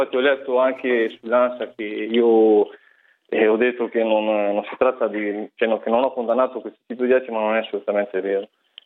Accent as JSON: {"language": "Italian", "town": "Chioggia", "region": "Veneto", "country": "Italy", "said": "Sì, sono di Chioggia"}